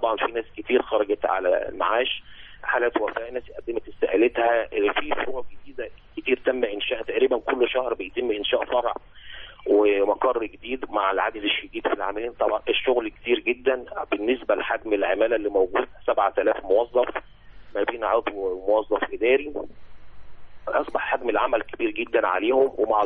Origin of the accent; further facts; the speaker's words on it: Egypt; احنا عندنا في مصر بنخضع لقانون الخدمة المدنية